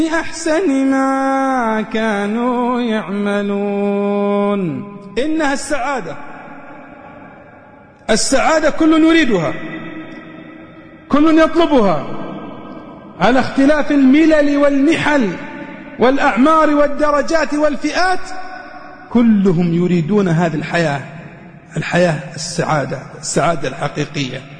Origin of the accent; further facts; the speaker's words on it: Riyadh, Riyadh Province, Saudi Arabia; كنت في مستشفى النقاهة عندنا في الرياض